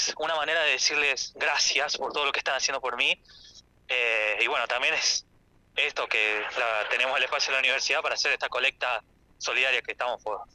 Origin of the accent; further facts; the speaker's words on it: Santa Isabel, La Pampa, Argentina; now in Santa Rosa, Argentina; Yo en realidad soy de Santa Isabel, ya estoy en cuarto año de mi carrera en comunicación social, estudiante avanzado por suerte